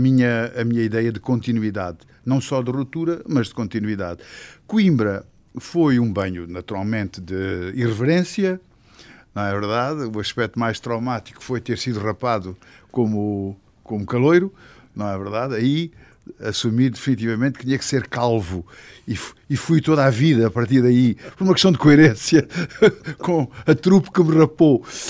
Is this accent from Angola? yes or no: yes; Angola; now in Portugal; no sentido que viemos de Angola e as nossas primeiras referências são de Angola